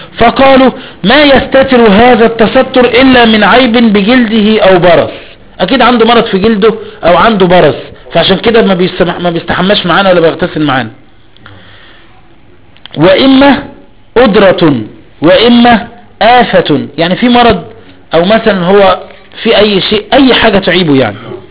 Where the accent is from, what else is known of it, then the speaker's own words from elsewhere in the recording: Egypt; هو مش ما عندك عيون موسى ايه؟ عندنا في مصر ايه؟